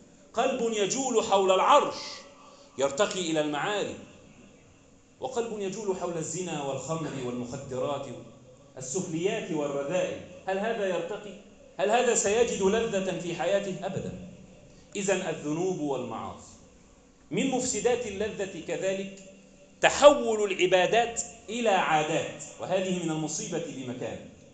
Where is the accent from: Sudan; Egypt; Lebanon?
Egypt; اللهم احفظ بلدنا مصر